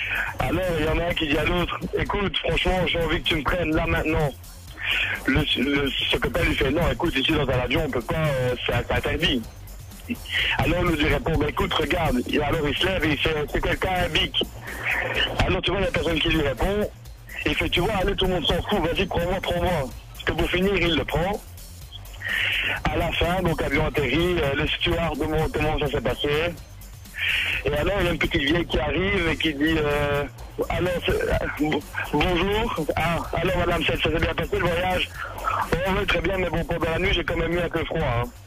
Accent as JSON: {"language": "French", "town": "Boussu", "region": "Wallonia", "country": "Belgium", "said": "Ben, moi, en fait, je suis de Boussu, donc c'est juste à côté de Mont, j'ai 22 ans."}